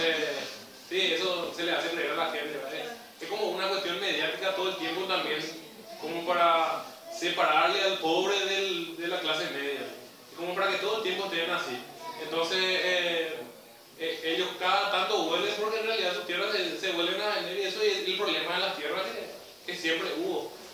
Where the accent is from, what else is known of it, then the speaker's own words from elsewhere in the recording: Paraguay; nosotros para ellos somos paraguayos.